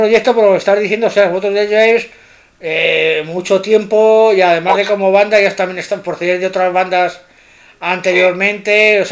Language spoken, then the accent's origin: Spanish; Madrid, Community of Madrid, Spain; Ya sabéis que yo, aunque soy de Madrid, tengo una debilidad por grupos asturianos